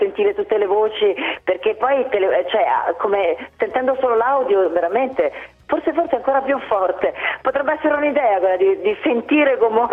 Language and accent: Italian; Naples, Campania, Italy; In più io sono napoletana, quindi so che vivo ogni giorno leggendo la cronaca nera dei miei giornali, dei quotidiani della mia città